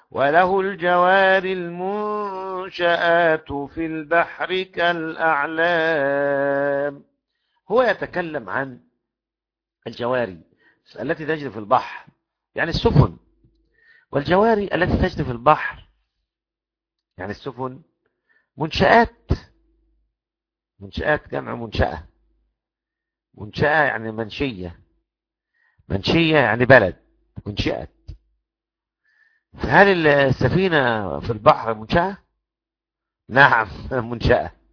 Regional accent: Egypt; كذا دور في النيل عندنا في مصر

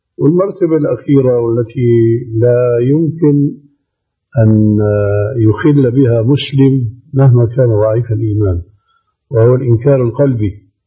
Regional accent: Damascus, Damascus Governorate, Syria; كما يقول عندنا في دمشق مفشلة

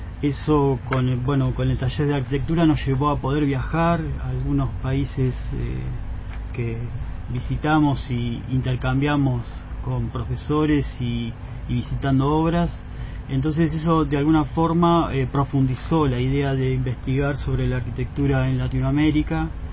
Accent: La Plata, Buenos Aires Province, Argentina; Bueno, yo soy de La Plata, nací acá, me formé en la ciudad de La Plata, ingresé en la universidad en la década del 90 y me recibí en el 97

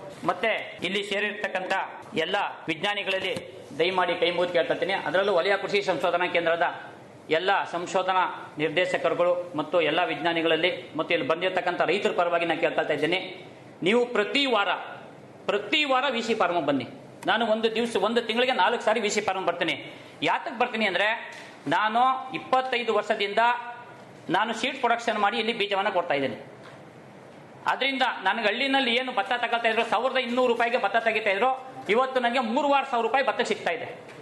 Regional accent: Karnataka, India; ನಮ್ಮ ಮಂಡ್ಯ ಜಿಲ್ಲೆಯಲ್ಲಿ ಅಡಿಕೆ, ತೆಂಗು, ಬಾಳೆ ಬೆಳೆಯನ್ನು ಬೆಳೀತಾ ಇದ್ದಾರೆ.

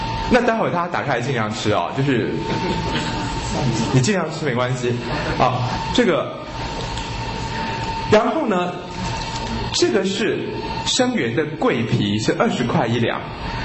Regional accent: China; 我们中国人也称之为官桂

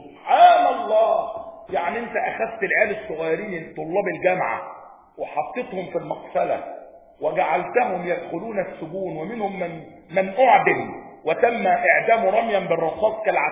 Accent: Egypt; بيت المقدس بقى عندنا في مصر

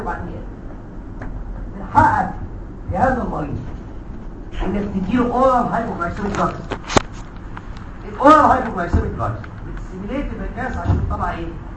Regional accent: Egypt; اتربى في احضاننا في مصر الحبيبه

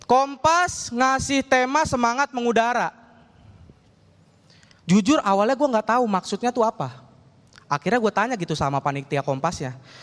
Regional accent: Bekasi, West Java, Indonesia; Ya Allah Pak, Bu, saya mah cuma orang Bekasi. Saudara-saudara saya paling jauh itu tinggalnya di Cibitung.

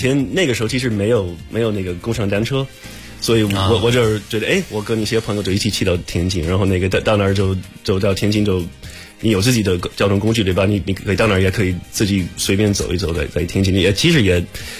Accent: Oklahoma, United States; Chinese is a second language; moved away as an adult; now in Beijing, China; 是来自美国的一个小州，叫俄克拉荷马州。

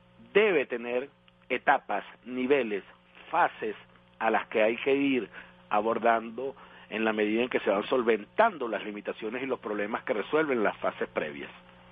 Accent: Venezuela; nos felicitamos como venezolanos

